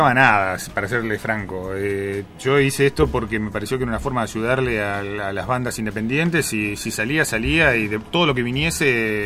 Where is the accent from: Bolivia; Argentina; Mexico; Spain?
Argentina; Mar del Plata, Buenos Aires Province